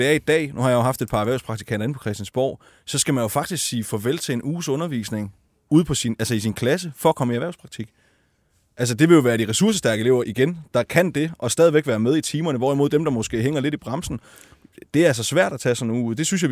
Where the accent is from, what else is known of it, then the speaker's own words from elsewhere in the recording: Region of Southern Denmark, Denmark; jeg er fra Fyn, så nævner jeg sjovt nok et fynsk eksempel.